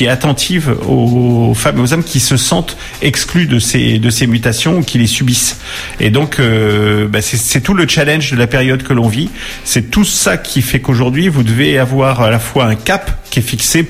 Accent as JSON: {"language": "French", "town": "Orléans", "region": "Centre-Val de Loire", "country": "France", "tie": "born or raised there", "said": "Je suis natif d'Orléans"}